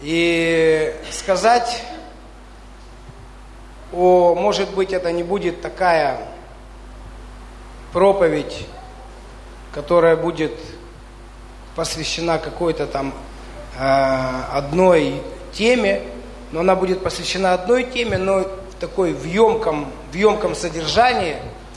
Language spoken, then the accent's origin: Russian; Dnipro, Dnipropetrovsk Oblast, Ukraine; Потому что когда мы были, кто-то, мы из Днепра, все, да.